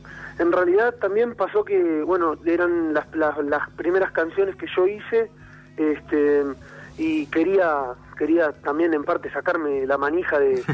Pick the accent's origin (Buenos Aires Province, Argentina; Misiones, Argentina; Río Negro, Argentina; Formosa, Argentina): Buenos Aires Province, Argentina; Pilar; nosotros somos todos muchachos de Pilar.